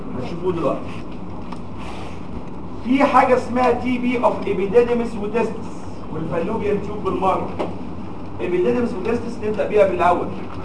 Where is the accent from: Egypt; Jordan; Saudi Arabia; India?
Egypt; اللي بنسميه عندنا في مصر كستبانة